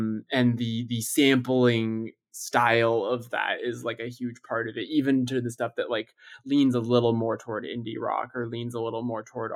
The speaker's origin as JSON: {"language": "English", "town": "Los Angeles", "region": "California", "country": "United States", "tie": "born or raised there", "said": "But like growing up in Los Angeles, like one of the big things that was happening as I was like a teenager was that this like vibrant beat scene"}